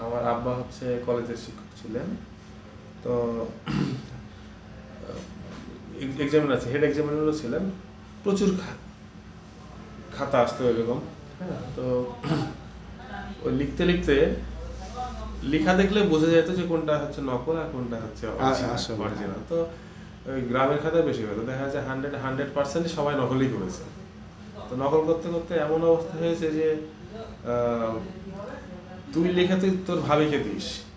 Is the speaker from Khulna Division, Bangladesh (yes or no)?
no; Kazla, Rajshahi Division, Bangladesh; আমার বাড়ি কিন্তু কাজলা, বুঝতে পারছো?